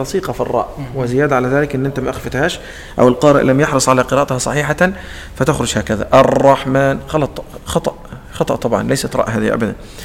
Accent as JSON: {"language": "Arabic", "country": "Egypt", "said": "عندنا في مصر الضاء تنطق ظاء لا نخرج فيها اللسان"}